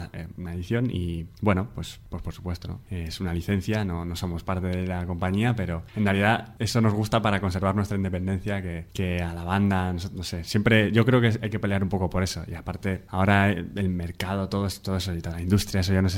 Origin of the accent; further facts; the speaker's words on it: Gijón, Asturias, Spain; now in Madrid, Spain; es un poco de donde vengo también y tiene todo que ver, yo creo.